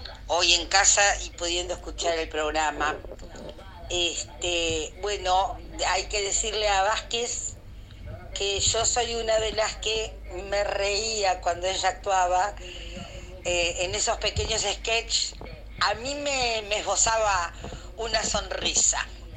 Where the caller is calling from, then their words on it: Las Piedras, Canelones, Uruguay; de Las Piedras